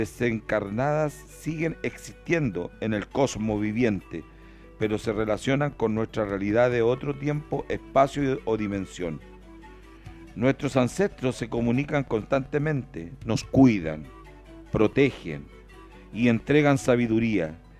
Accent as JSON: {"language": "Spanish", "town": "Puente Alto", "region": "Santiago Metropolitan", "country": "Chile", "tie": "born there", "said": "Yo tuve la oportunidad de ver uno de esos acá en la población donde yo nací"}